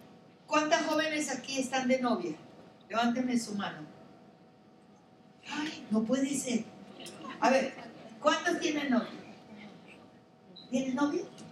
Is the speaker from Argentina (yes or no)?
no; Pacific coast, Colombia; Y yo nací y crecí en un pueblo de la costa pacífica colombiana. Cuando crecí, mi pueblo tenía 60,000 habitantes.